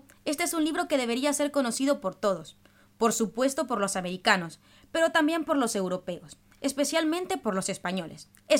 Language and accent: Spanish; El Salvador; Yo soy de El Salvador, y este país se especializó en perder